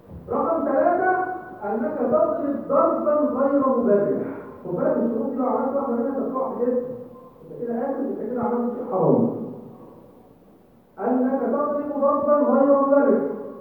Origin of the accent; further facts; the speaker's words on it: Egypt; وانا دائما اقول يعني احنا عندنا في مصر